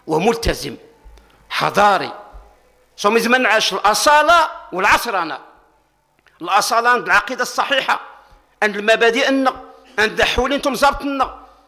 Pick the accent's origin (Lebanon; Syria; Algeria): Algeria; انا جزائري وكذلك انا من امه محمد صلى الله عليه وسلم